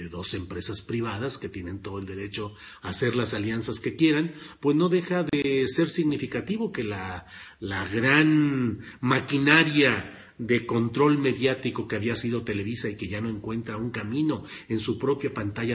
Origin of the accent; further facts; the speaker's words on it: San Luis Potosí, Mexico; also born or lived in Torreón, Coahuila; now in Mexico City, Mexico; Eres coahuilense distinguido. Pues nací en Torreón, Coahuila, siempre lo he dicho con mucho orgullo. Crecí en San Luis Potosí, soy ciudadano adoptivo de San Luis Potosí. Y mi vida se mueve entre la Ciudad de México, en fin, pero nací en Torreón, Coahuila, soy orgullosamente coahuilense.